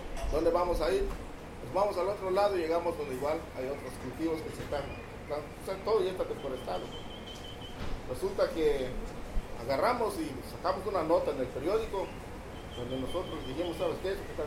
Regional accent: Mexico; vengo del Ejido de Chen.

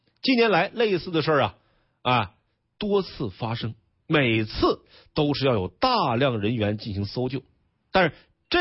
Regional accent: Northeast China, China; accent: Northeastern Mandarin; 是我有点东北话是吧

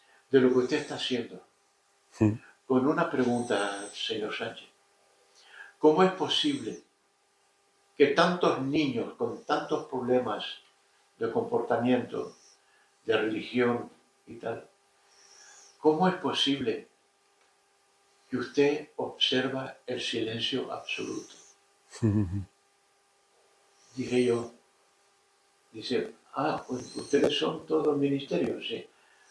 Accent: Canary Islands, Spain; Y yo soy hijo predilecto de las Canarias.

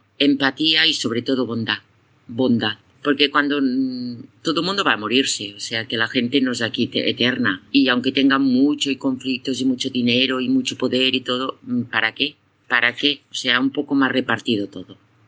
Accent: Spain; now in Cameroon; Aquí en Camerún no existen, pero bueno, nosotros como somos de España

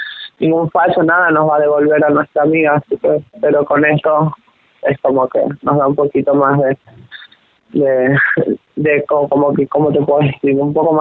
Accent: San Juan, Argentina; now in Córdoba, Argentina; yo soy de San Juan, ella de Villa Mercedes, San Luis, y bueno, nosotras vinimos a Córdoba en busca de un futuro mejor

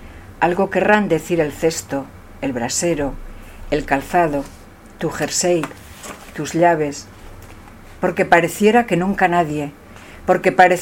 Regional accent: Castile and León, Spain; Soria es muy fría, mi pueblo es muy frío, o sea, yo hago muchos viajes a esos 9 bajo cero, ¿no?

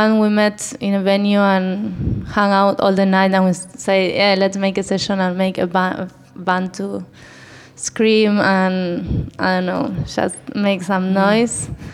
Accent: Argentina; English is a second language; We were living all together in the city. And we are all from Argentina

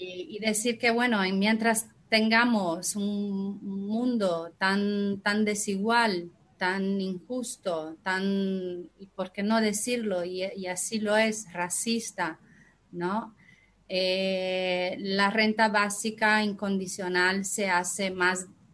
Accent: Brazil; Yo soy de Brasil

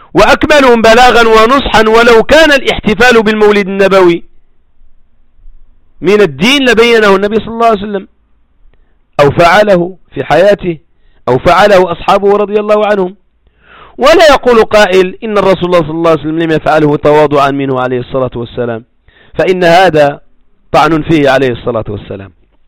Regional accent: Morocco; خصوصا في الثمانينات والسبعينات عندنا في المغرب

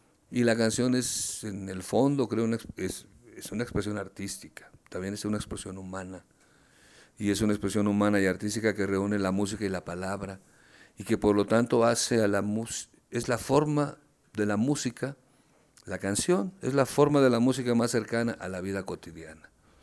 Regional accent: Mexico City, Mexico; born there; Yo nací en la Ciudad de México, te decía hace un rato.

